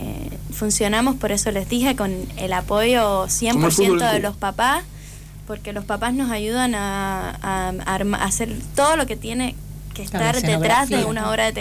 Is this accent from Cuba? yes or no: yes; Cuba; now in Argentina; Ahora mismo somos todos cubanos.